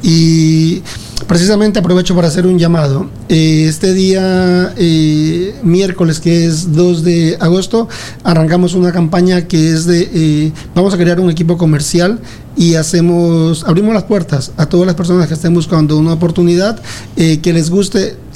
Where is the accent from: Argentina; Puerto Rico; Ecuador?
Ecuador; now in Spain; yo soy de Ecuador, orgullosamente ecuatoriano, aunque amo esta tierra, más de 22 años ya aquí en España, pero claro, uno no olvida sus raíces.